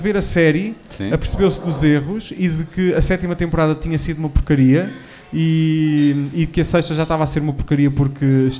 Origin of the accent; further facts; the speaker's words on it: Aveiro, Portugal; Eu sou de Aveiro. Eu sou de Aveiro.